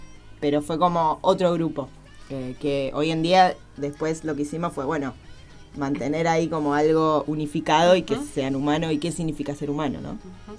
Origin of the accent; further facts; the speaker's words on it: Buenos Aires, Argentina; Ya hace 7 años que estoy en el Valle, vengo de Buenos Aires.